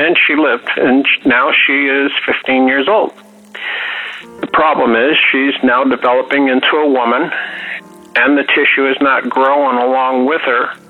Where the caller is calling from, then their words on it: Cleveland, Ohio, United States; I'm calling from Cleveland, Ohio.